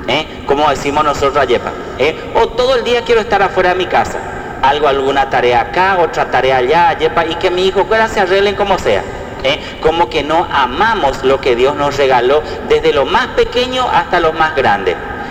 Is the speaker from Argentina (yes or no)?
yes; Argentina; soy argentino 100%. … realmente amo a mi país